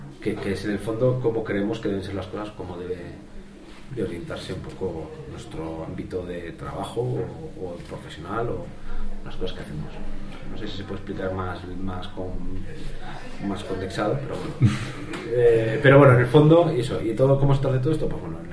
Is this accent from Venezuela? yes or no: no; Bilbao, Basque Country, Spain; vengo de Bilbao